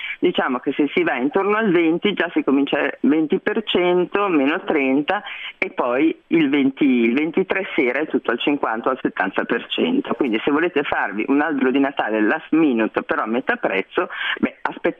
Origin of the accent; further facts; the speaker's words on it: Milan, Lombardy, Italy; e ahimè qui rimango un po' su Milano essendo milanese